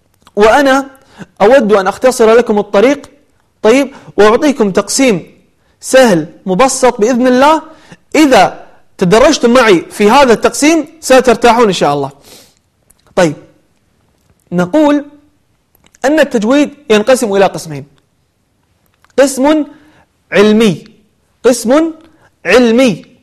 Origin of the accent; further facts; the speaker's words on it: Kuwait; أو عندنا بالكويت قير المقطوب عليهم قيري